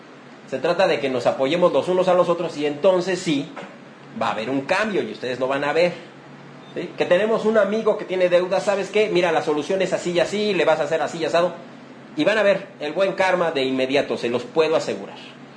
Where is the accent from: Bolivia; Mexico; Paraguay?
Mexico; es lo que tenemos que hacer ya como mexicanos